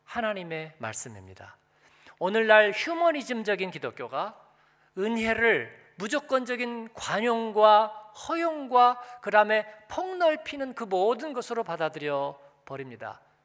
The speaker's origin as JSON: {"language": "Korean", "country": "South Korea", "said": "저는 한국인이"}